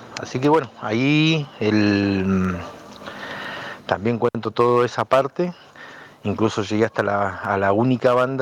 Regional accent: Bariloche, Río Negro, Argentina; de fuera de Río Negro, que es nuestra provincia. Nosotros somos de Bariloche

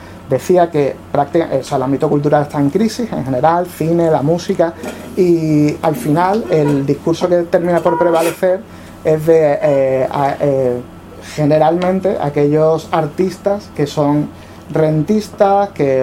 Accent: Seville, Andalusia, Spain; somos de la misma quinta más o menos, los que crecimos en Sevilla 80, final de los 80, principio de los 90

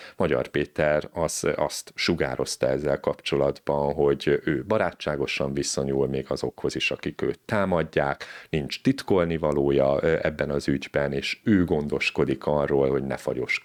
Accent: Budapest, Hungary; mert mi lehet mondani, hogy pestiek, már budaiak vagyunk éppen, de lehet mondani, hogy mondjuk budapestiek vagyunk

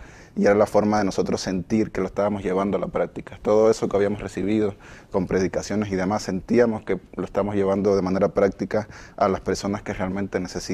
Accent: Havana, Cuba; Buscábamos a veces regiones de La Habana, que es mi ciudad, necesitadas.

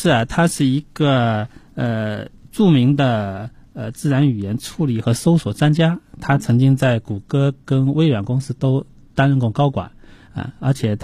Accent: China; 任何现在我们中国人很多人手都是一部智能手机

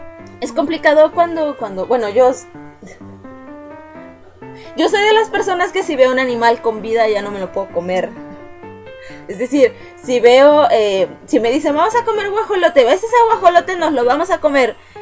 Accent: Mexico; Un machete en mi país, en algunas regiones se comen hormigas

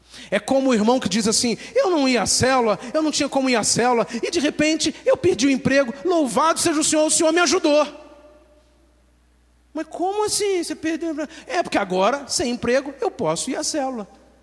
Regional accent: Brazil; uma coisa é eu morar no Brasil, sou brasileiro

